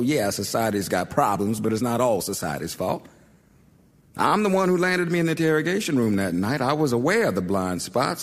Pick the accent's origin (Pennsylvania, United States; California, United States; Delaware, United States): Delaware, United States; Wilmington; I grew up in Wilmington on Rosemont Avenue, went to MLK Elementary, DuPont Middle School, and Howard High.